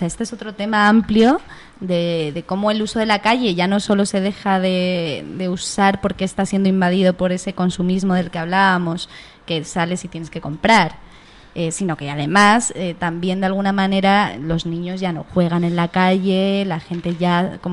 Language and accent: Spanish; Madrid, Community of Madrid, Spain; cuando empezaba a salir de pequeña por Madrid